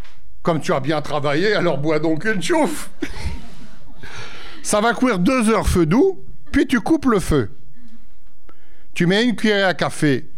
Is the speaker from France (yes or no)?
no; Mechelen, Flanders, Belgium; je viens de Malines.